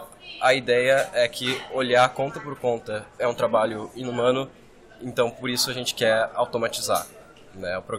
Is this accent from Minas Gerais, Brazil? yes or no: no; Porto Alegre, Rio Grande do Sul, Brazil; sou de Porto Alegre, de lá mesmo